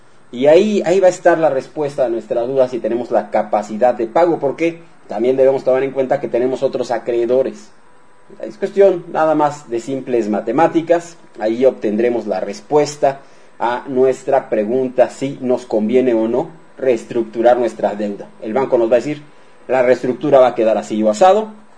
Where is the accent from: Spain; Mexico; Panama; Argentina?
Mexico; Esa es la realidad, así somos los mexicanos.